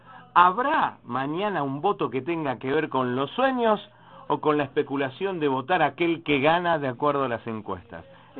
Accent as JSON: {"language": "Spanish", "region": "Santa Fe", "country": "Argentina", "said": "En la provincia de Santa Fe, de donde vengo"}